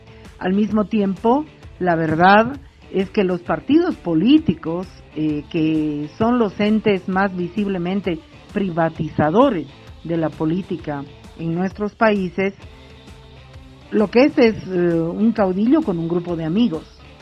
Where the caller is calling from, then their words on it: Bolivia; de Mujeres Creando y les mando este audio desde Bolivia.